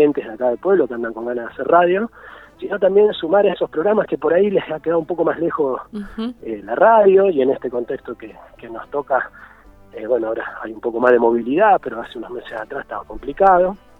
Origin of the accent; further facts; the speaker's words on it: Nono, Córdoba, Argentina; Con ganas de volver a hacer radio desde mi pueblo, ¿no? Acá en Nono.